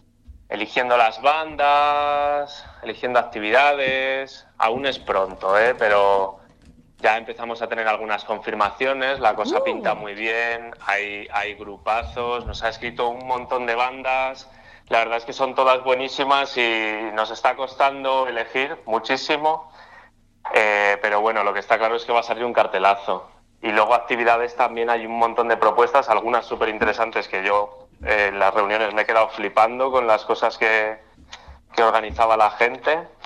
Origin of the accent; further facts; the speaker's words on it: Madrid, Community of Madrid, Spain; yo no soy de Tetuán, yo soy de La Coma, y la verdad es que he ido al festi desde, yo qué sé, desde que era adolescente